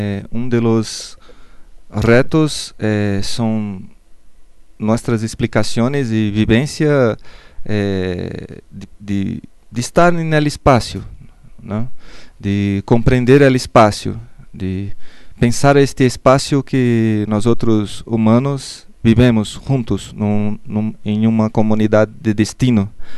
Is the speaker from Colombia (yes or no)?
no; Brazil; Spanish is a second language; moved away as an adult; now in Mexico; Y sí, vengo de Brasil, estoy acá ya algunos meses en México